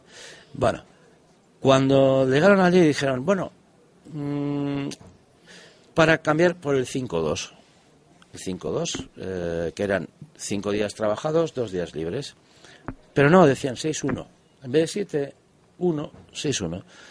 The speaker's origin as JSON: {"language": "Spanish", "town": "Hernani", "region": "Basque Country", "country": "Spain", "said": "Mi tierra, mira, acabo de estar, ahora he pasado el mes de julio allí. Y la verdad, en mi pueblo, que soy de Hernani, hay dos calles importantísimas."}